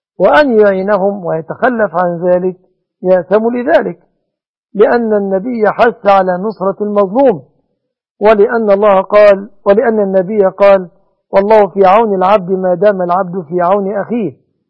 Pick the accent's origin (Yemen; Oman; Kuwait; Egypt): Egypt; وأسأل الله أن يصلح أحوال بلادنا مصر وبلاد المسلمين